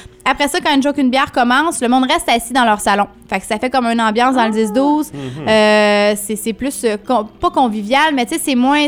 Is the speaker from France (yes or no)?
no; Drummondville, Quebec, Canada; accent: Drummondville; Ça doit être mon accent drôme-de-villois, encore une fois.